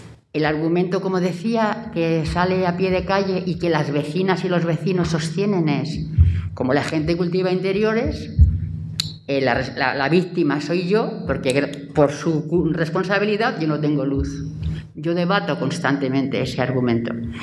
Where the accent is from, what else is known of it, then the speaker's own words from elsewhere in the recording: Barcelona, Catalonia, Spain; now in Granada, Spain; Yo vengo de Barcelona. He estado toda mi vida laboral en Cataluña y, en fin, yo no conocía Granada.